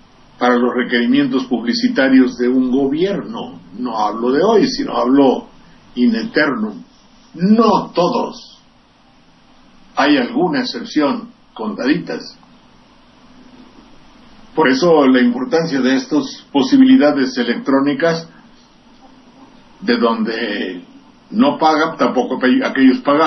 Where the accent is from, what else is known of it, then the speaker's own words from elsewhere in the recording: San Andrés Tlalnelhuayocan, Veracruz, Mexico; de San Andrés Tlalnehuayocan, de mi tierra, preguntando